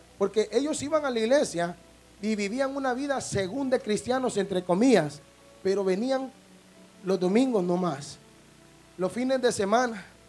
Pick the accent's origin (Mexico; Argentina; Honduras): Honduras; San Pedro Sula, Cortés; Yo soy de San Pedro Sula, Honduras, Centroamérica, 18 calle, barrio Cabañas, 16 y 17 avenida, casa 1620.